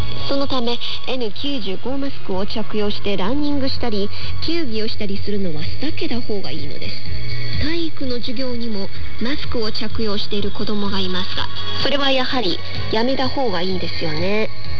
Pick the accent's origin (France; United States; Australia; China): China; Japanese is a second language; 日本の方は私たち中国人よりももっと詳しいと思いますが